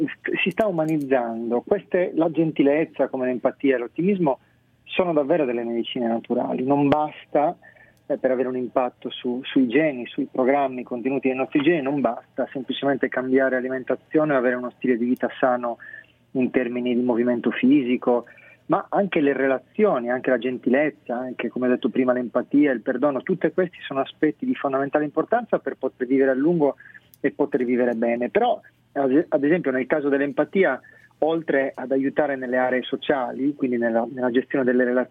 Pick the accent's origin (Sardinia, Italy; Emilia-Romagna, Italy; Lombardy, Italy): Sardinia, Italy; da buon sardo testardo, diciamo.